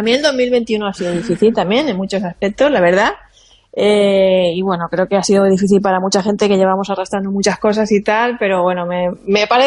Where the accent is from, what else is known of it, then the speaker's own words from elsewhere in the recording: Monforte del Cid, Valencian Community, Spain; Son de mi tierra, de Monforte de Cí. Esa uva que todos nos comimos anoche, a la medianoche en Nochevieja, era de mi pueblo.